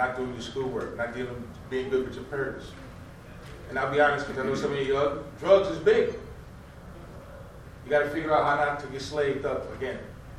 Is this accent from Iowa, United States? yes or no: no; New York, United States; also born or lived in Jamaica; I'm from New York, by way of Jamaica.